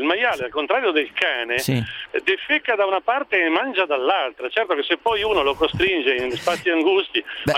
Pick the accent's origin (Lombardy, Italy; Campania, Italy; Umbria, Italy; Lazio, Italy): Umbria, Italy